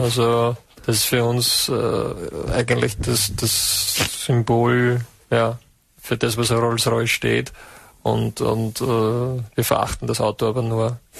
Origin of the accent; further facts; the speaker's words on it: St. Valentin, Lower Austria, Austria; ich persönlich komme aus Valentin, also St. Valentin.